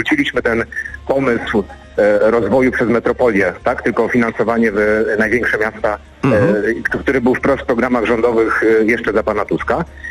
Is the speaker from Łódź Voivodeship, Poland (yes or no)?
no; Racibórz, Silesian Voivodeship, Poland; ja akurat jestem z Raciborza, tak? Z okręgu rybnickiego. Mamy rzut beretem do Czech